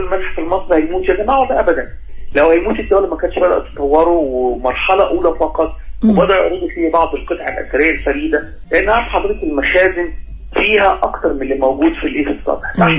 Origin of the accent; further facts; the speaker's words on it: Egypt; ودايما البلد الوحيدة اللي زي فينا إحنا كمصريين بنسمى بأسماء أرضنا.